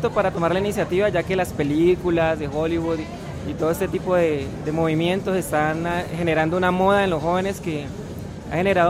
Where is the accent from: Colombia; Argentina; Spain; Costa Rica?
Colombia; Cali, Valle del Cauca; Bueno, nosotros somos de Cali y es nuestra primera vez en Bogotá